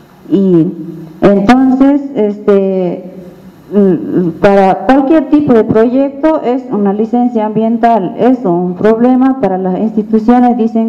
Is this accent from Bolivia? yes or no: yes; Tarija, Bolivia; Yo también soy de la Reserva de Flora y Fauna Tariquía, que está dentro del departamento de Tarija.